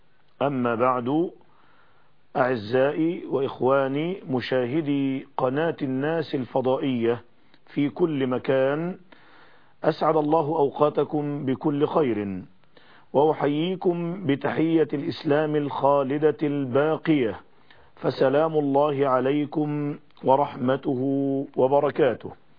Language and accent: Arabic; Egypt; إنني في هذه المرحلة الفاصلة في بلادنا مصر وبلاد العالم كله